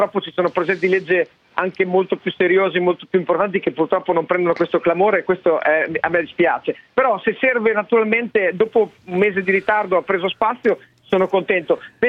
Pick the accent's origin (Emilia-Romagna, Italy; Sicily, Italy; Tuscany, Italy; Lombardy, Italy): Emilia-Romagna, Italy; innanzitutto perché io sono romagnolo